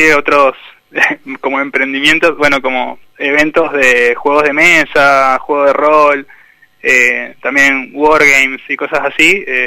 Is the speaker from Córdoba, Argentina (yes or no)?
no; Junín de los Andes, Neuquén, Argentina; Yo soy de Junín de los Andes, ahora estoy acá.